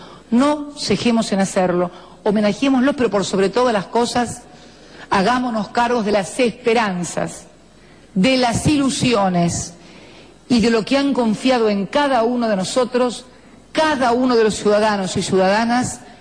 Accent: Argentina; todavía me da vergüenza como argentina

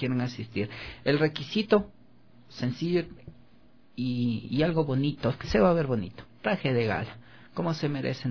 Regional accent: Ecuador; qué es lo que nosotros debemos hacer como ecuatorianos?

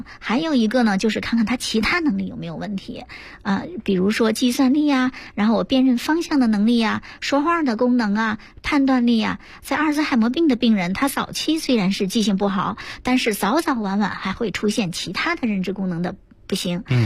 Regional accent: China; 如果说生吃，我们中国人有很多胃肠道，他觉得受不了

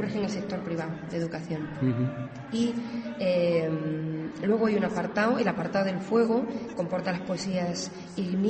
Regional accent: Extremadura, Spain; also born or lived in Valencia; Sí, soy extremeña, pero nací en Valencia.

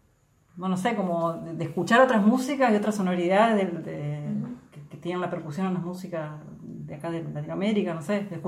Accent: La Paz, Entre Ríos, Argentina; Del Paz. Y ahí empecé guitarra a los 8 años, como hasta los 12, y después, sí, fue todo, era guitarra y cantar con mis amigas

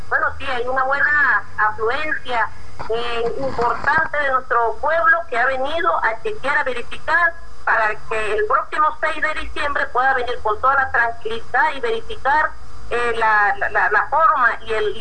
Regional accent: Amazonas, Venezuela; aquí, del estado Amazonas, para toda Venezuela y el mundo, con mucha alegría, con mucha emoción, como somos los venezolanos

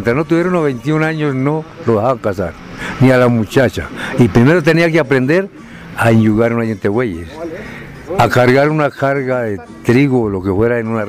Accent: Cundinamarca, Colombia; antes de estar campos deportivos como fue mi pueblo, que ahora hace unas 5 o 8 casitas. Hace el año 70 se iniciaron las redes eléctricas para las veredas. Antes no teníamos.

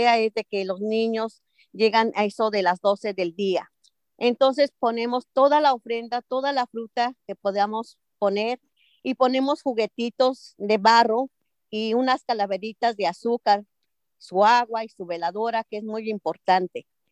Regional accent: San Mateo Huitzilcingo, State of Mexico, Mexico; Yo soy del Estado de México, de un pueblo que se llama San Mateo Huitzilcingo, que significa nido de colibrís.

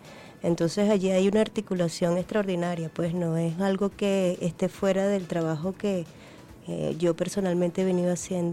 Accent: Venezuela; el compromiso que nos queda como artistas venezolanos y venezolanas

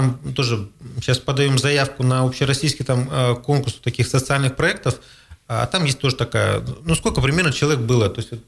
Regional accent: Krasnoyarsk, Krasnoyarsk Krai, Russia; мы приехали из Красноярска, с Сибири.

